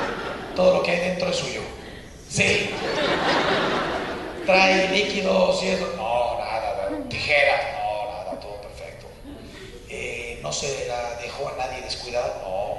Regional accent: Mexico; Miren, yo soy mexicano, me imagino que muchos de ustedes también.

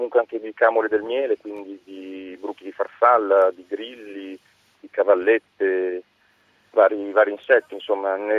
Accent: Emilia-Romagna, Italy; Io sono romagnolo, quindi difendo comunque i nostri, diciamo, gusti romagnoli

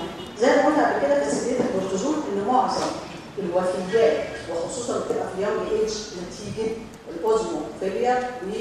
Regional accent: Egypt; لكن هنا عندنا في مصر

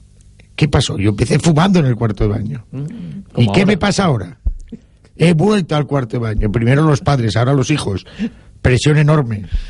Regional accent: Valencian Community, Spain; Yo tres veces agradecido como valenciano, como amante del deporte

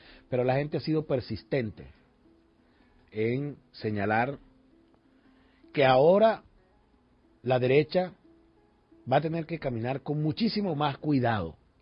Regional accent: Venezuela; nosotros debemos hoy sentirnos orgullosos como venezolanas y venezolanos

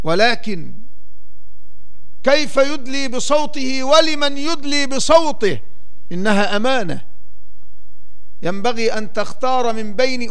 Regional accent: Egypt; من تاريخ بلدنا مصر، وهي تمر في هذه الأوقات بمرحلة شديدة الأهمية

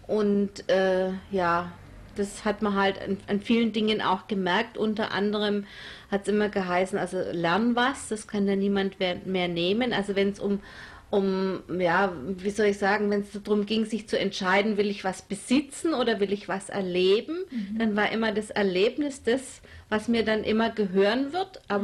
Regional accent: Bavaria, Germany; Ich bin also nicht in Baden-Württemberg aufgewachsen, sondern in Franken. Und da waren wir die Zugrosten.

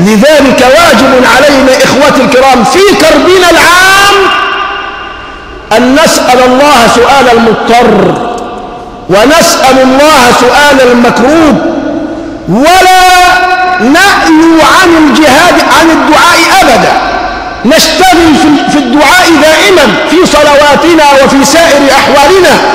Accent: Egypt; نحن كمصريين حصرنا المصائب في الموت فقط

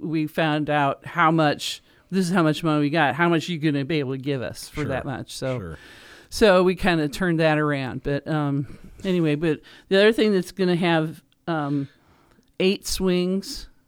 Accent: Dayton, Ohio, United States; I grew up in Dayton, Ohio, and the playground had an old a hook and ladder fire truck

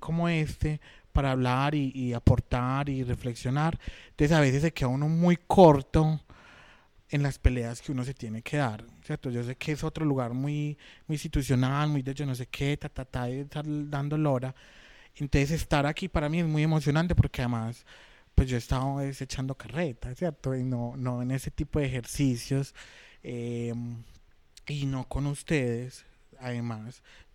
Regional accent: Medellín, Antioquia, Colombia; particularmente nosotros que somos de Medellín

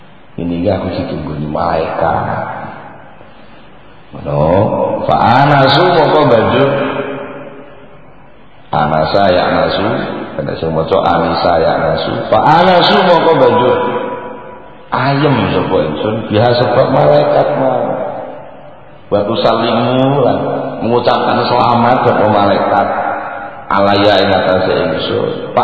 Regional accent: Java, Indonesia; Kerana ini kali keadaan yang lebih khusus saya orang Jawa ngarani grogusiko.

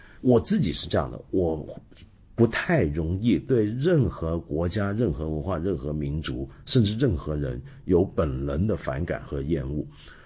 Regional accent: Taiwan; 这就要说到我小时候。我小时候在台湾接受教育啊

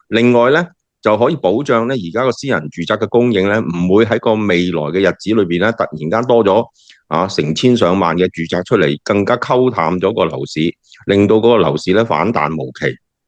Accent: Guangdong, China; 其实这4-5亿真的等于我们广东人所讲抌落咸水海

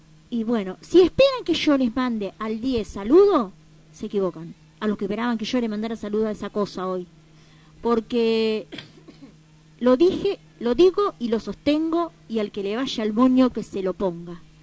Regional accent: Argentina; Lo digo como argentina, lo digo como latinoamericana, lo digo como mujer.

